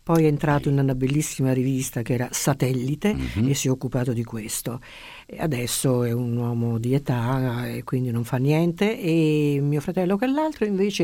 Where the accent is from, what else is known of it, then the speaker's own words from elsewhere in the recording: Bari, Apulia, Italy; born there; Io sono nata a Bari, sì, e la mia mamma invece era milanese, Cattaneo, per cui più milanese